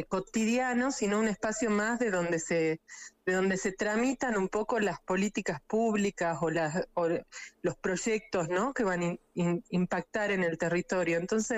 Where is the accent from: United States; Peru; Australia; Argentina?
Argentina; Salta; also born or lived in Buenos Aires; yo soy salteña, estudié cine en la Universidad de Buenos Aires, en imagen y sonido, diseño de imagen y sonido